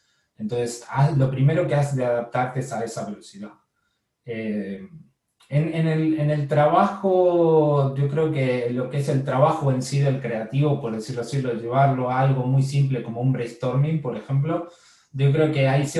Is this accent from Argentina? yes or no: yes; Argentina; also born or lived in Barcelona / New York; now in Spain; cuando me vine de Argentina a Barcelona tampoco nunca había visto Barcelona y cuando me fui a Nueva York tampoco nunca había estado en Nueva York.